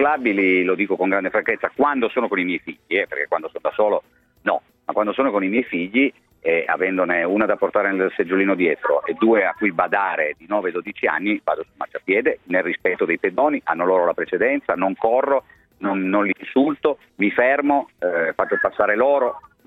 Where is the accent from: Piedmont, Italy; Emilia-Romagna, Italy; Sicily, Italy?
Piedmont, Italy; Turin; da torinese che ha vissuto direttamente che cosa hanno significato le Olimpiadi per Torino